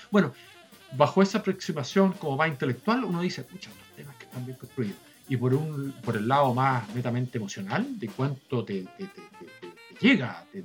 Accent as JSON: {"language": "Spanish", "country": "Chile", "said": "en buen chileno, como chileno, nosotros cuando vemos una persona"}